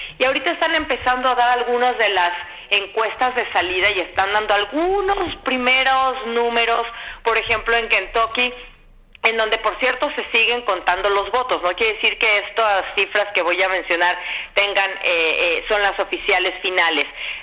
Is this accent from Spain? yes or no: no; Mexico; now in United States; soy mexicana viviendo en este país